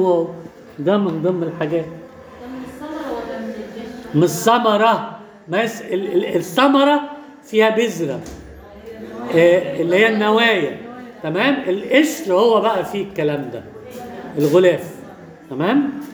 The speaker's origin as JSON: {"language": "Arabic", "country": "Egypt", "said": "عندنا في مصر كده"}